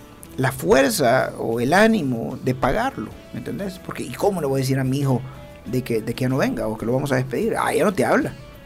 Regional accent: San Salvador, El Salvador; No, yo soy de San Salvador, pero por eso se voy a decir.

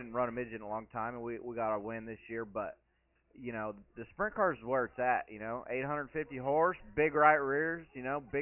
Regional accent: California, United States; it's okay because I'm from California, so they could say, oh, it's a California thing.

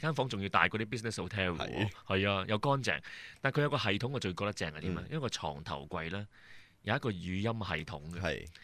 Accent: China; 係我哋中國人嘅特色嚟嘅

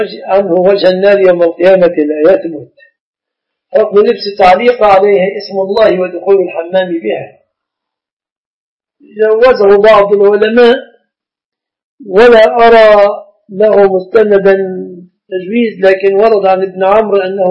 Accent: Egypt; كيف الزواج العرفي له صورتان في بلادنا مصر

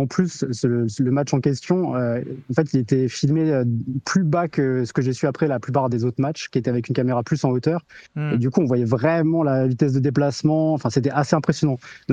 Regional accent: Strasbourg, Grand Est, France; moi je suis de Strasbourg, donc on est quand même alsaciens tous les deux, quoi.

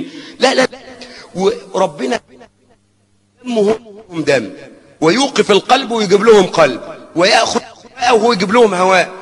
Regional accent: Suez, Suez Governorate, Egypt; عندنا في السويس في ميناء الأدبية

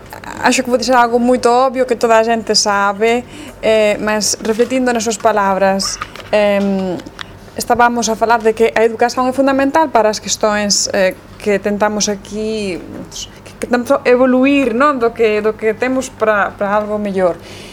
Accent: Spain; Portuguese is a second language; Não é de Angola, eu venho da Espanha

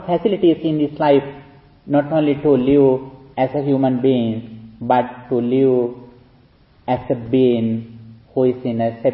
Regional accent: Sri Lanka; now in United States; monk who is from Sri Lanka, although I am living in USA in these days. I have been living in California for 6 years, but I was born and raised in Sri Lanka.

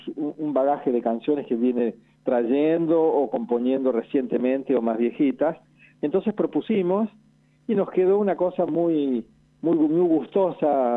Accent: Huinca Renancó, Córdoba, Argentina; Y yo que soy cordobés, bueno, soy de Huincarnancó, hace muchos años que vivo en Córdoba

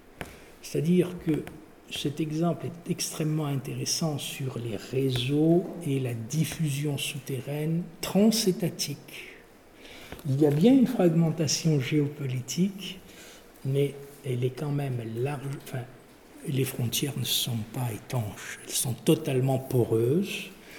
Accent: Kabylie, Algeria; c'est pas parce que je suis kabyle

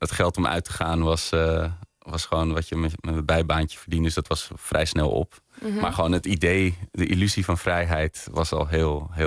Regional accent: Diemen, North Holland, Netherlands; ik werd wel door mijn vrienden gepest dat ik uit Diemen kwam. Weet je, dat was, iedereen woonde in Amsterdam en ik woonde dan in dat dorp.

